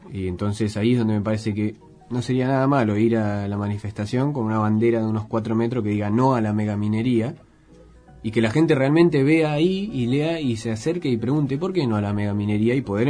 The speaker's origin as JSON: {"language": "Spanish", "town": "Punta Alta", "region": "Buenos Aires Province", "country": "Argentina", "said": "cerca de donde yo vengo, de Punta Alta. En Bahía Blanca también hubo manifestación y mucha gente. En mi ciudad también hubo, pero bueno, es un pueblo, no hubo tanto."}